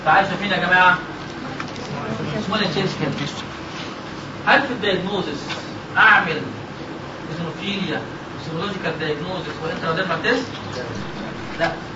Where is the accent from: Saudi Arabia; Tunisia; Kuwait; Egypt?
Egypt; ما تقولش عندنا في مصر